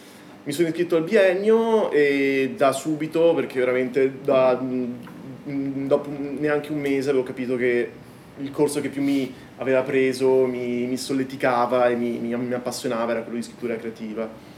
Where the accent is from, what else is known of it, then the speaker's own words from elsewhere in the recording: Veneto, Italy; essendo veneto non potevo esimermi